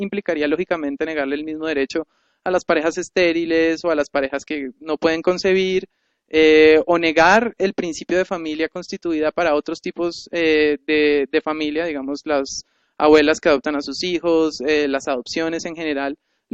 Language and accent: Spanish; Colombia; tienen un derecho al cual yo como colombiano no puedo acceder?